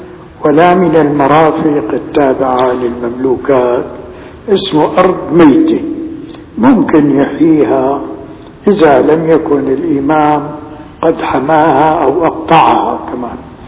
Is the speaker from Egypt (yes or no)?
no; Damascus, Damascus Governorate, Syria; فالفيجة في الحقيقة نعمة كبيرة عندنا في دمشق.